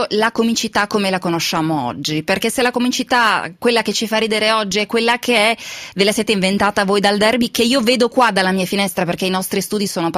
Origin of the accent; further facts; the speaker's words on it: Lombardy, Italy; accent: Brianza; io sono brianzola, quindi la mia pronuncia non è proprio milanese